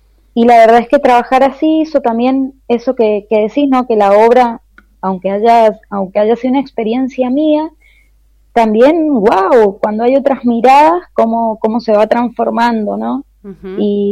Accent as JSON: {"language": "Spanish", "town": "San Rafael", "region": "Mendoza", "country": "Argentina", "said": "yo soy de San Rafael, es mucho más chico que allá"}